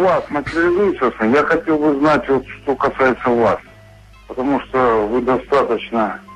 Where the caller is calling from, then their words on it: Pyatigorsk, Stavropol Krai, Russia; Я вам звоню из Пятигорска.